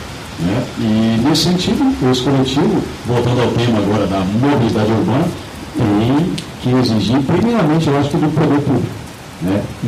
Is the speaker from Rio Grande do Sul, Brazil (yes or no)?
yes; Cachoeira do Sul, Rio Grande do Sul, Brazil; also born or lived in Porto Alegre; eu sou de Porto Alegre, me criei em Cachoeira, sou cachoeira de coração, na verdade.